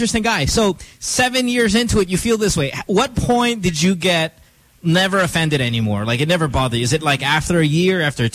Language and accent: English; India; Hey, I'm not making fun of Indians. I'm Indian.